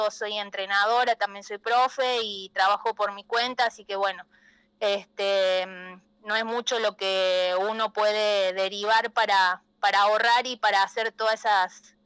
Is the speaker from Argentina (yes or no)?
yes; Córdoba, Argentina; Soy la única de Córdoba en participar, en ir, participar y terminarla, hombre, mujer, no ha ido otra persona de acá y muy pocos de Argentina.